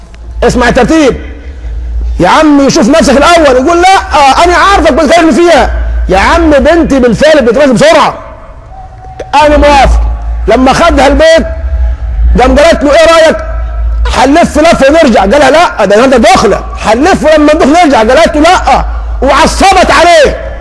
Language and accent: Arabic; Egypt; ده دي حالنا كمصريين مسلمين.